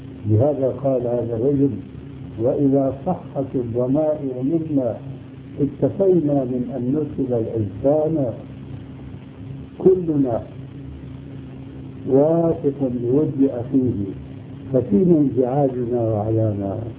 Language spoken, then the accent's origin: Arabic; Syria; يقود عندنا في سوريا زنبرة